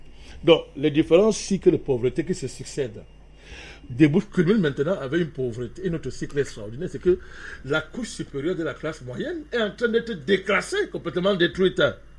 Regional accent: France; C'est moi, je suis français.

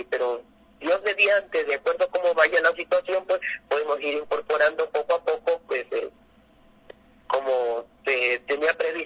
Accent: Ecuador; que es muy representativo aquí en el país, como ecuatoriano.

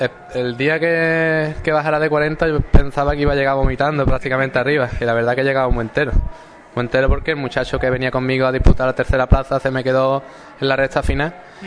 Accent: Ronda, Andalusia, Spain; Nosotros venimos de Ronda, que en Ronda también se hacen muy buenas carreras

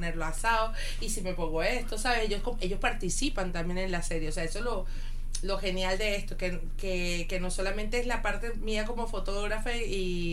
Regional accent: Venezuela; una serie que hizo en mi país, en Venezuela

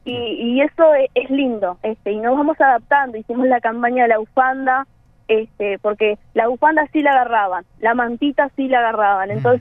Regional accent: Maldonado, Uruguay; Mira, sí, somos todos de Maldonado

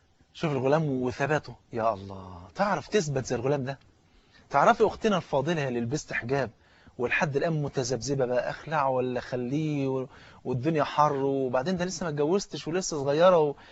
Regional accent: Egypt; احنا ممكن نكون بعد ساعتين يكون الافطار عندنا في مصر هنا

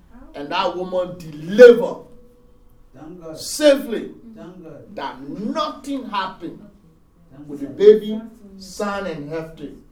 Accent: Nigeria; So when I came from Nigeria with a zeal and an energy, so we started a prayer

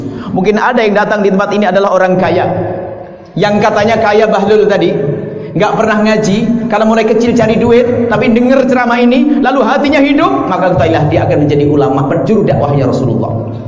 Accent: Cirebon, West Java, Indonesia; Saya dari Cirebon ke Singkawang.

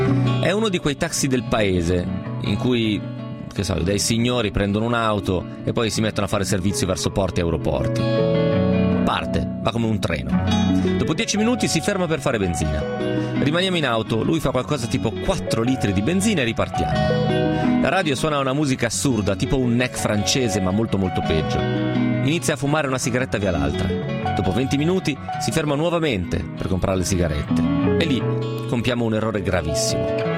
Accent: Romentino, Piedmont, Italy; io sono Romentino, vicino a Trecate.

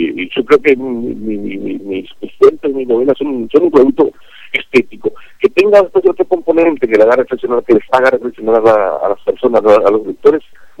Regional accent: Paraguay; sin prejuicios lógicos que uno tiene siendo paraguayo

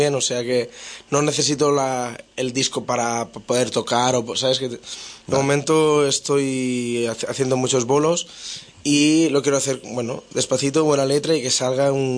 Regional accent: Catalonia, Spain; yo soy del Delta del Ebro, que es un pueblo muy tranquilo del sur de Cataluña

